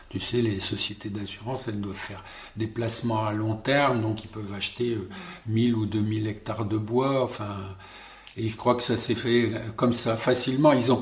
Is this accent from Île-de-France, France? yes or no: no; Sommevoire, Grand Est, France; born there; Je suis né ici, à Sommevoire, hein, donc à 10 km à vol d'oiseau de la poubelle de Soulaine.